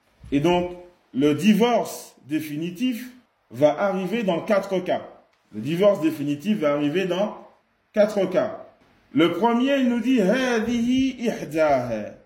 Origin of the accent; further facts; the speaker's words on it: Martinique; Exemple, chez nous en Martinique, certains historiens ils disent